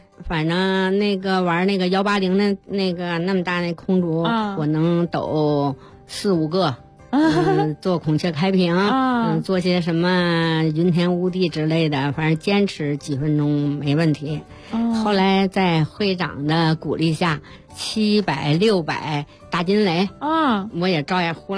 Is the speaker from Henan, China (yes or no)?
no; Mentougou, Beijing, China; 嗯，回到了门头沟我的老家。